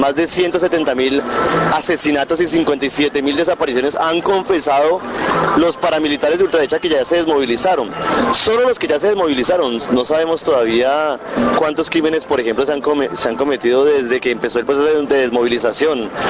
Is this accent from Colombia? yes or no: yes; Colombia; los que ponen los muertos somos el pueblo colombiano